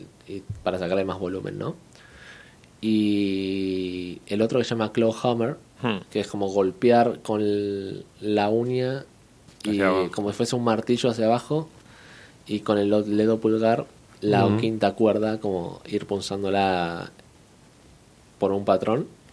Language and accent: Spanish; Argentina; now in Bilbao, Spain; siendo un argentino que vive en Bilbao